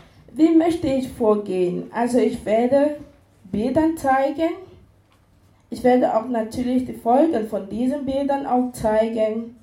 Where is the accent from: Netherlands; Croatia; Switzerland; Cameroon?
Cameroon; now in Esslingen, Germany; Ich bin in Kamerun geboren und aufgewachsen, lebe seit 11 Jahren in Deutschland, beziehungsweise seit 8 Jahren in Esslingen.